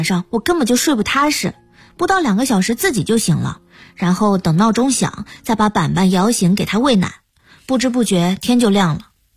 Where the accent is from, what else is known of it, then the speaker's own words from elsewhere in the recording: Sichuan, China; 我老家在四川，在四川话里形容这种瞎折腾叫板命